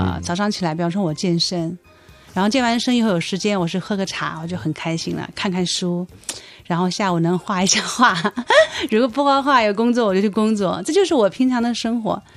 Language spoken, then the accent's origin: Chinese; South China, China; 而且呢我是南方人啊，又咬字又不好